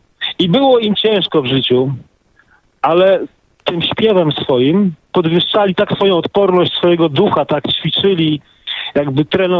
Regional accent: Gdańsk, Pomeranian Voivodeship, Poland; bo ja jestem z Gdańska.

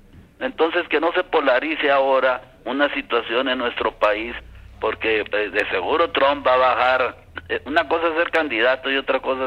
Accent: Mexico

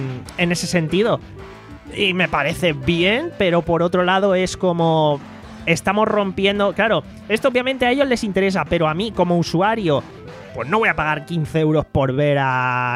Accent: Alicante, Valencian Community, Spain; Y quiero decir, obvio, ¿no? Soy de Alicante.

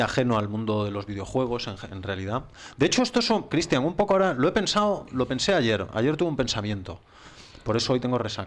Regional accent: Spain; yo soy español, yo tengo que hacer de todo

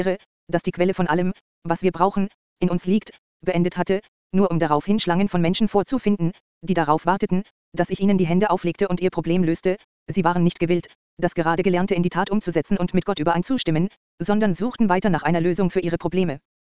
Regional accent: Austria; Als ich noch jung war im Dienst und in meinem Heimatland Österreich Gemeinden gegründet habe

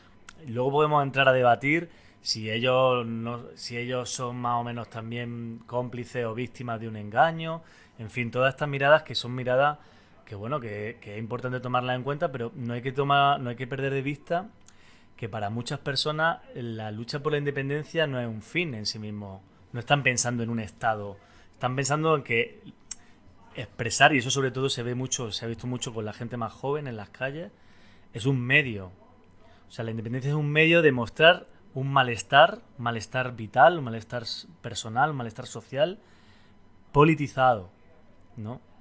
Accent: Andalusia, Spain; moved away as an adult; now in Catalonia, Spain; yo soy un andaluz que vive en Cataluña desde hace, pues, aproximadamente 15 años

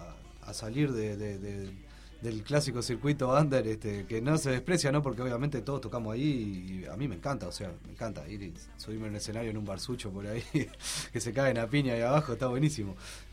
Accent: Uruguay; sudaca con K, porque somos uruguayos, obviamente.

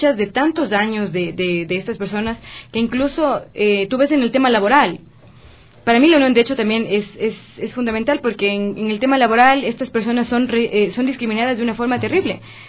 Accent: Ecuador; como los ecuatorianos somos, pequeños, medios gorditos, claro, bronceados, con nuestros rasgos

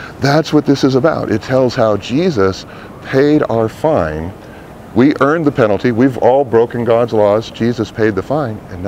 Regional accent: Massachusetts, United States; Which, by the way, I'm from Massachusetts. Red Sox gets two.

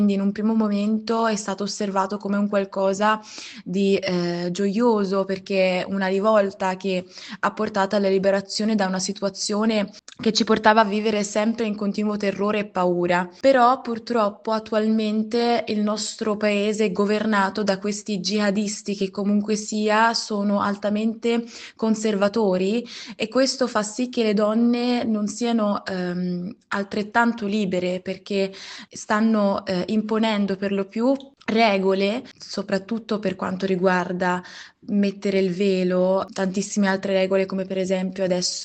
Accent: Syria; quello che sta accadendo nel mio paese

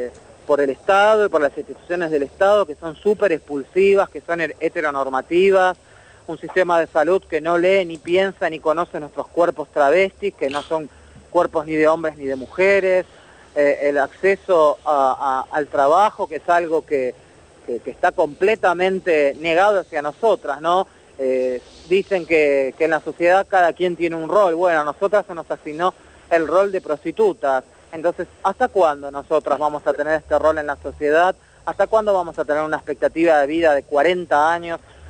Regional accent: Lomas del Mirador, Buenos Aires Province, Argentina; yo soy de ahí de Loma Admirador también

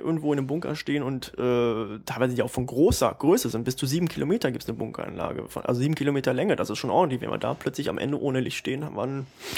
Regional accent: North Rhine-Westphalia, Germany; Wir kommen aus der Mitte des Ruhrgebiets, in der Nähe von Düsseldorf.

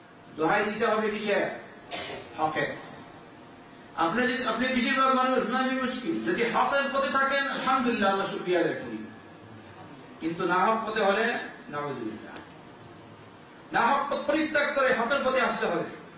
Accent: Bangladesh; আমি বাংলাদেশি হিসাবে বাংলাদেশের কথা বলবো, আমার দেশের কত লোক আছে

